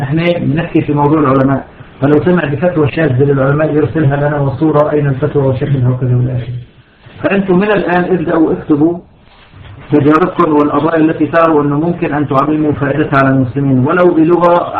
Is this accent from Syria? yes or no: yes; Syria; سبق عندنا في سوريا أن النظام مستعد على المجازر